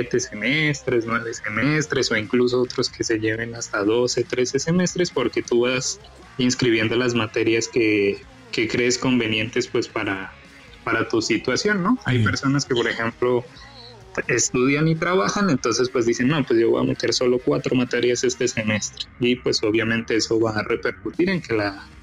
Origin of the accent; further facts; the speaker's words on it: Bogotá, Colombia; born there; Bueno, nací en Bogotá, Colombia, en el 92.